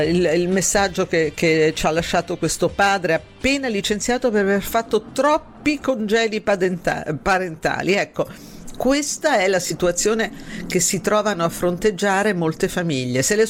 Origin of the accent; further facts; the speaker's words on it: Sabaudia, Lazio, Italy; me ne andrò, come quasi tutti gli anni, sulla spiaggia del mio paese, a Sabaudia